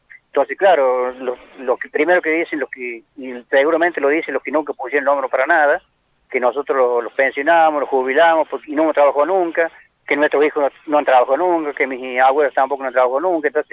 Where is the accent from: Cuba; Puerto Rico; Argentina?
Argentina; Las Oscuras, Córdoba; gente de Las Oscuras, donde soy yo